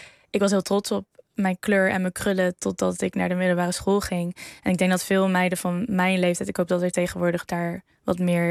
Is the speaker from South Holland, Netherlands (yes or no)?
no; Arnhem, Gelderland, Netherlands; Ik kom uit Arnhem-Zuid. Opgegroeid met mijn moeder en mijn oudere broer. Wij komen wel uit een ja, wat minder bevoorrecht gezin.